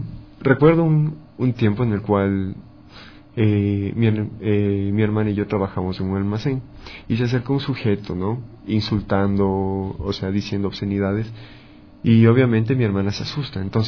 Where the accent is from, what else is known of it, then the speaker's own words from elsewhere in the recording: Quito, Pichincha, Ecuador; born there; yo nací en Quito, soy quiteño, nacido.